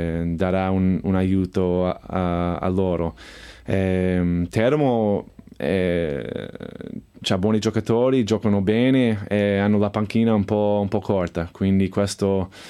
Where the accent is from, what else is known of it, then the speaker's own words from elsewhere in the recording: Chicago, Illinois, United States; Italian is a second language; also born or lived in Evanston; now in Italy; Io sono di Chicago, quindi io ho cresciuto con Michael Jordan